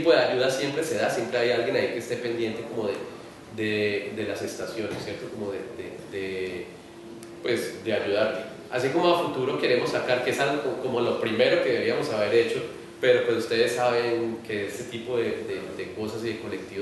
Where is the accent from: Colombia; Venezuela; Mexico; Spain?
Colombia; Cali, Valle del Cauca; yo soy de Cali y en Cali hace como 6 meses están intentando hacer uno y no han podido.